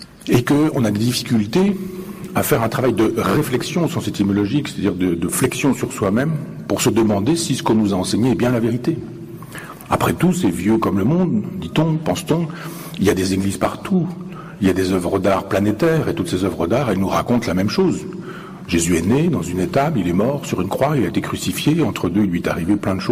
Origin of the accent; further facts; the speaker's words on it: Chambois, Normandy, France; je vous embarque à Chambois, dans mon village natal, et que je vous fasse la visite guidée de mon église. L'église de mon village, 11e siècle, 12e siècle